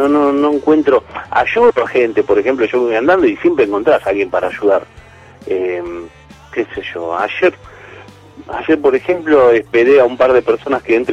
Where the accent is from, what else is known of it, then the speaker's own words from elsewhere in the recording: Aldo Bonzi, Buenos Aires Province, Argentina; born there; now in Lanús, Argentina; yo empecé en Aldobonzi, que es un barrio chico donde yo nací, pero es chico, ¿viste? Es como que mantiene así, como parece un pueblo, pero está acá cerca, ¿viste? De Capital y de Lanús, donde vivo yo.